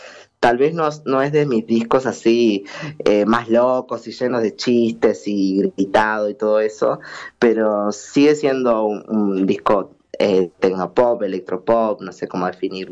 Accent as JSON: {"language": "Spanish", "region": "Tacuarembó", "country": "Uruguay", "said": "yo siempre hago nombres relacionados con Tacuarembó, que es de donde yo soy"}